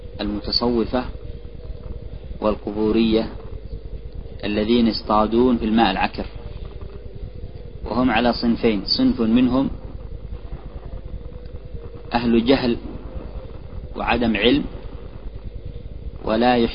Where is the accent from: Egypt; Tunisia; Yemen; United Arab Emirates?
Yemen; صحيح، هذا عندنا في اليمن أو في من هو حولها